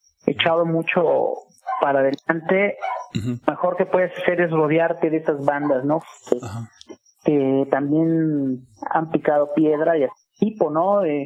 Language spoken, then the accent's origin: Spanish; Azcapotzalco, Mexico City, Mexico; Yo soy de Azcapo y los demás músicos son de la Gustavo Amadero, que es obviamente cerquita